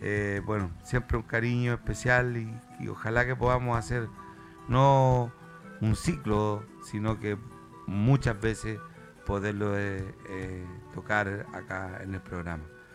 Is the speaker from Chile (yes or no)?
yes; Chile; ha interpretado el quehacer y el decir de nuestra idiosincrasia como chileno